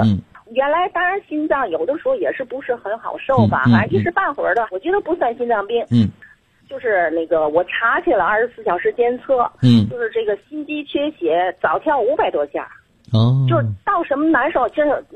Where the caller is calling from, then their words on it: Tianjin, China; 我还没介绍我自己，我是天津的。